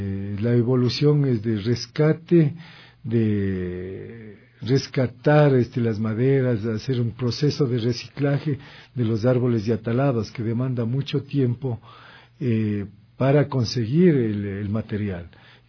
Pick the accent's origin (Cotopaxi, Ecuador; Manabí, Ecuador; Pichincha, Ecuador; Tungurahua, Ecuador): Pichincha, Ecuador; Machachi; Yo soy de Machachi.